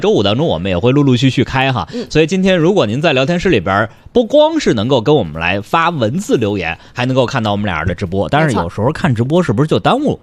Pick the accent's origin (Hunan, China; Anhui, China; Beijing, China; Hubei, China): Beijing, China; 像我呢算土生土长的老北京人